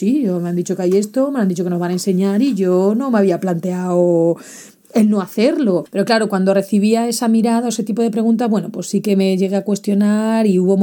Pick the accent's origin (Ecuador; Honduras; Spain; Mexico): Spain; accent: Spanish; soy la única española hablando por la radio en los barcos, entonces es muy fácil reconocerme el acento español